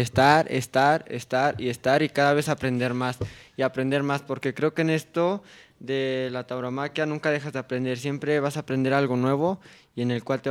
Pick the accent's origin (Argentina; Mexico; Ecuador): Mexico; Tlaxcala; aquí, en mi tierra, en Tlaxcala, de donde nací.